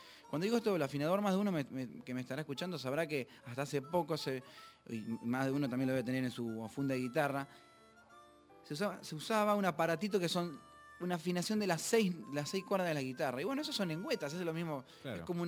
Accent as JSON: {"language": "Spanish", "town": "Rosario", "region": "Santa Fe", "country": "Argentina", "tie": "born or raised there", "said": "Yo empecé estudiando batería y percusión sinfónico en Rosario, en mi ciudad natal y mi querida ciudad"}